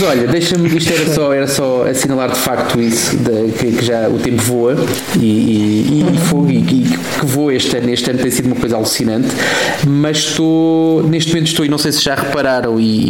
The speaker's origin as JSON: {"language": "Portuguese", "country": "Portugal", "said": "nós somos portugueses, caramba, temos o lado positivo das coisas"}